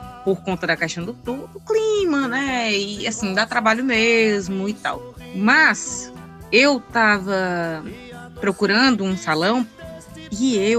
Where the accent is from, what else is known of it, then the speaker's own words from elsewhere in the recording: Ceará, Brazil; porque a gente é cearense e é reparador mesmo